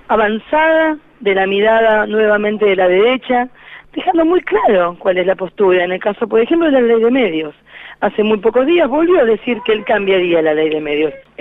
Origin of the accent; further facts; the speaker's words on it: Argentina; somos el pueblo argentino en su totalidad